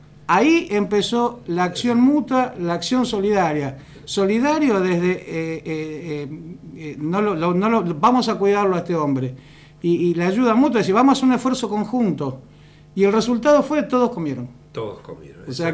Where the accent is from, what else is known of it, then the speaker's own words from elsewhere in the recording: Rosario, Santa Fe, Argentina; Yo que soy oriundo de Rosario, te puedo decir